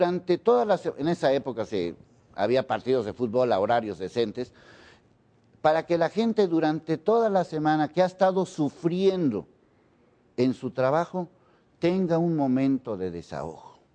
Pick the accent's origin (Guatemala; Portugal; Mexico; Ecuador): Mexico; a lo mejor somos indecentes los mexicanos